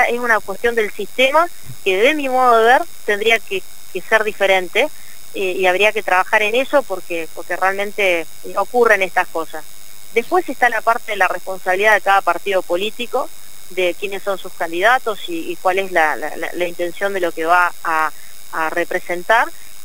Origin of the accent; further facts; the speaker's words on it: Argentina; Y no quiero irme de mi país. Yo soy orgullosa de Argentina.